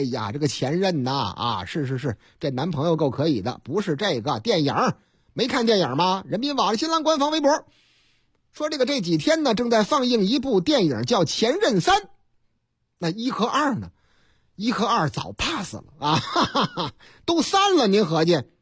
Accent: Northeast China, China; 我老家那个极个别的，那太能战斗了。老家，你看。东北的事儿吗？

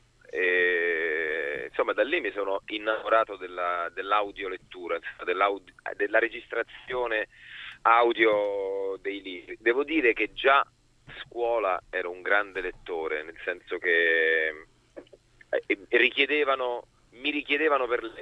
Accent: Rome, Lazio, Italy; born there; Sì, sono nato in Prati.

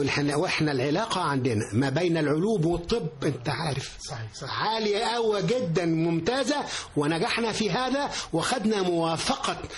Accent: Giza, Giza Governorate, Egypt; وكان في الجيزه الجديده والجيزه القديمه، انا كنت من الجيزه الجديده.

